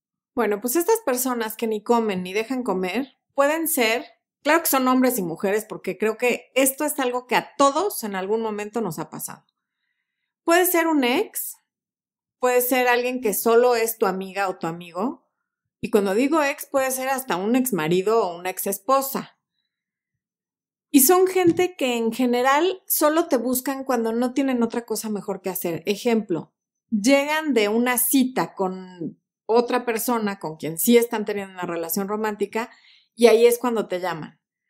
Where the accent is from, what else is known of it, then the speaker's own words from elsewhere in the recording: Mexico; O dicho más coloquialmente, como decimos en México, ni pichan, ni cachan, ni dejan batear.